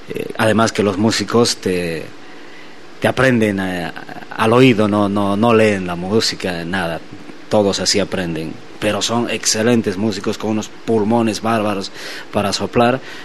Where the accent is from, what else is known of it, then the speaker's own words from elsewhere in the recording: Sucre, Chuquisaca, Bolivia; yo soy de Sucre, de la capital de la República.